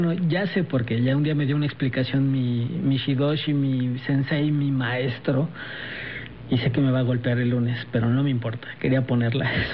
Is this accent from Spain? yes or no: no; Mexico; No, la verdad es que yo sí me siento muy mexicano.